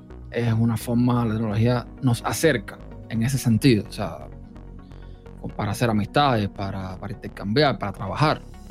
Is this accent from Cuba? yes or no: yes; Cuba; yo nací en un país desconectado completamente del mundo, Cuba, para el que no sepa. Si es que mi acento no se nota, yo soy cubano. Nací en un país desconectado prácticamente del mundo.